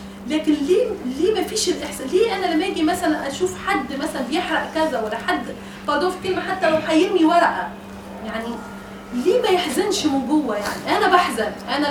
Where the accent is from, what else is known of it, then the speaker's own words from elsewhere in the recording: Tunisia; انا تونسيه ومتجوزه مصري وعندي جنسيه مصريه كمان